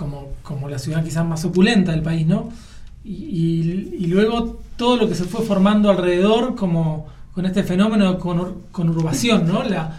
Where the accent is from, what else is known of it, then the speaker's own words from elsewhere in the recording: Buenos Aires, Argentina; Y la gente nos dice, ustedes los porteños. Nosotros no somos porteños. El conurbano bonaerense tiene cosas más del interior que de capital